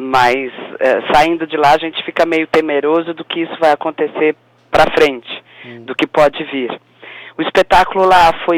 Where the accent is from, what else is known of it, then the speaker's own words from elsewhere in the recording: Ribeirão Preto, São Paulo, Brazil; also born or lived in Brasília; Na verdade, eu sou paulistana, mas vivi muitos anos em Brasília, porque meu pai era funcionário público. E depois eu fui para Ribeirão Preto e me sinto de Ribeirão Preto, assim, tá. Do interior. Até porque a família é toda de lá.